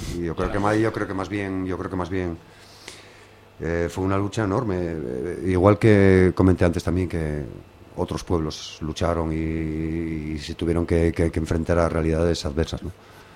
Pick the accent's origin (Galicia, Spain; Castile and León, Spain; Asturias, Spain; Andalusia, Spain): Asturias, Spain; Gijón; Somos buena gente, ¿eh? Somos blancos, somos de Cimavía y de La Calzada, pero somos buena gente.